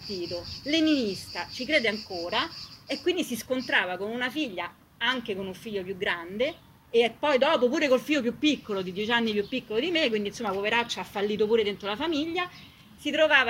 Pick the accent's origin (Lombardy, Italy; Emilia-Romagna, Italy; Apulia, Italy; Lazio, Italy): Lazio, Italy; Rome; c'era molto modello macista anche nei comportamenti delle compagne quando sono cresciuta io a Via dei Volsci.